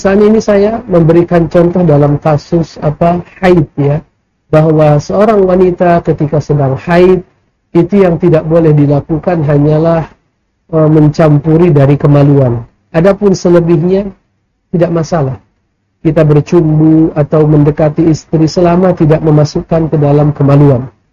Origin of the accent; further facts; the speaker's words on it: North Sumatra, Indonesia; misalnya di daerah saya di Sumatera Utara